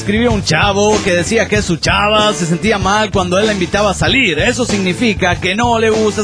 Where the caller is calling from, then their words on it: Mexico City, Mexico; del DF mexicano.